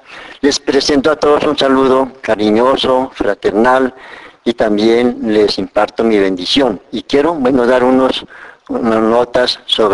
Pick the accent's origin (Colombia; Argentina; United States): Colombia; Choachí, Cundinamarca; also born or lived in Calvario, Meta / Quindío; nací yo allá en el Calvario, Meta. Me trajeron muy pequeñito a Choachí por las condiciones de dificultades y familiares. Me trajeron muy pequeñito a Choachí por ahí unos 3 añitos. Por eso yo no conocía absolutamente nada de todas mis familiares. De ahí me llevaron al Quindío.